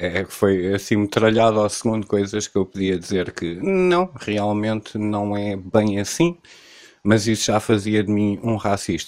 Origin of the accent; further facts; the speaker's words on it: Cascais, Lisbon, Portugal; born there; eu nasci em Cascais a 10 minutos da praia, no clima mediterrâneo.